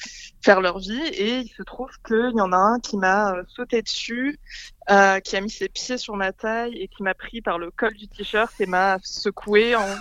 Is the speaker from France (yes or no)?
yes; Grand Est, France; quand j'étais enfant, j'ai grandi en Alsace.